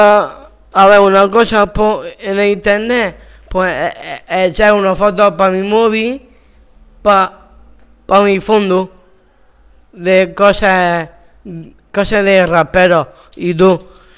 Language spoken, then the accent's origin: Spanish; Murcia, Region of Murcia, Spain; soy de Murcia